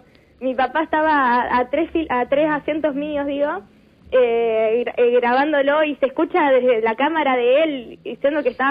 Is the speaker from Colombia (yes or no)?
no; Santa Fe, Argentina; Yo soy de Santa Fe Capital. Fueron 6 horas de viaje.